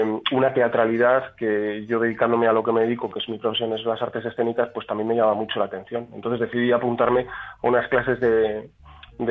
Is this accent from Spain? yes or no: yes; Valladolid, Castile and León, Spain; Yo nací aquí, soy oriundo de aquí, lo que pasa es que he estado viviendo en 10 o 12 ciudades distintas y ahora otra vez vuelvo aquí a tierras castellanas, pero a un pueblecito, ahí pequeñito